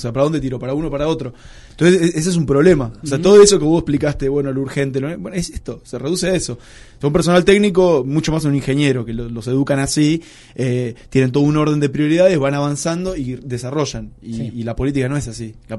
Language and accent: Spanish; Colón, Entre Ríos, Argentina; Los que somos de Colón somos muy orgullosos de nuestro pueblo.